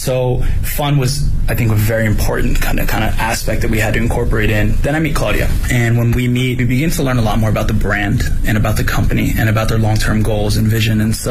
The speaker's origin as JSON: {"language": "English", "country": "United States", "said": "I'm from the United States."}